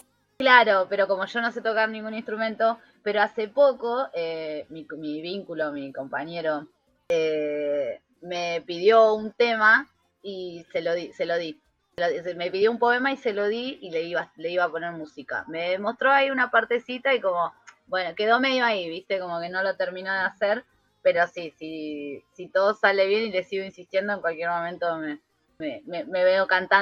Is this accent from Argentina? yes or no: yes; Boulogne, Buenos Aires Province, Argentina; Boulogne, que es el lugar de donde yo vengo, que es allá en zona norte, ya ni Isidro tipo nada, pero Boulogne es como barrio bajo.